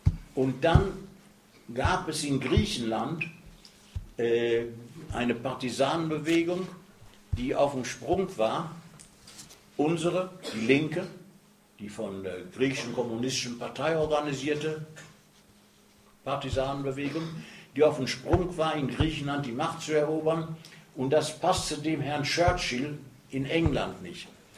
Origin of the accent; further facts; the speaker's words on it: North Rhine-Westphalia, Germany; Und dann kann ich in meine Heimat ins Ruhrgebiet gehen.